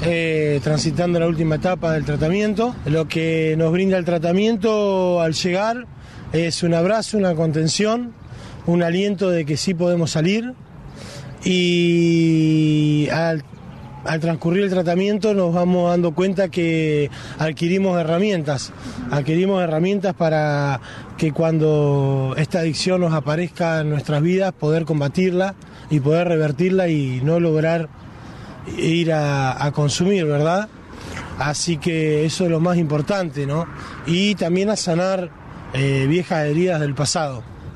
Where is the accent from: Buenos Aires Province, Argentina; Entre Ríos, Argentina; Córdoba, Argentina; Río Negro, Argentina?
Río Negro, Argentina; Cipolletti; Soy de Cipolletti, tengo 36 años, tengo dos hijos